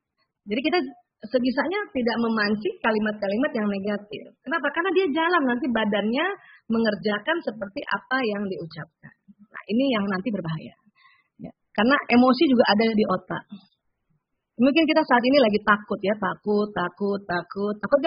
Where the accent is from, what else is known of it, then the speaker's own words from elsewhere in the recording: South Sulawesi, Indonesia; Kayak saya ini orang Bugis. Orang Bugis kan kalau keras ya.